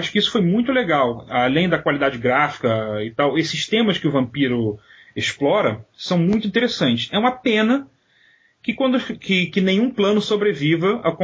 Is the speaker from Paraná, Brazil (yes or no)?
no; Rio de Janeiro, Brazil; moved away as an adult; Saí do Rio e fui estudar em Campinas, na universidade.